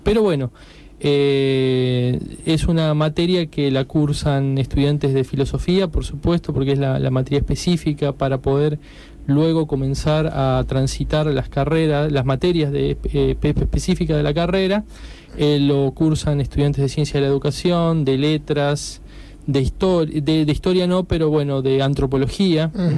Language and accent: Spanish; Paraná, Entre Ríos, Argentina; yo empecé estudiando Derecho en Santa Fe, soy de Paraná, cuando me vine a estudiar filosofía en Rosario...